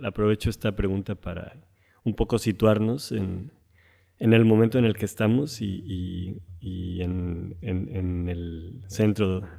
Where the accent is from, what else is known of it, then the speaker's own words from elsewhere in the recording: Mexico; la mayoría somos de México, pero sí que hay colegas de otros países.